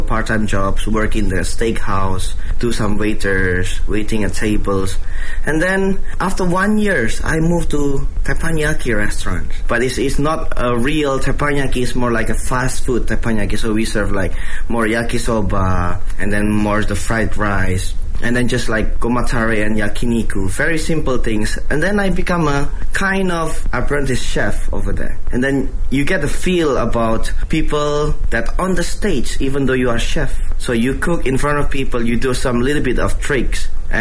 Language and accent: English; Indonesia; born there; English is a second language